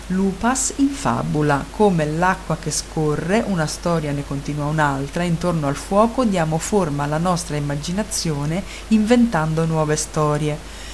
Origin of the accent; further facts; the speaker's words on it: Bologna, Emilia-Romagna, Italy; C'è anche un recapito telefonico 051, quindi sono di Bologna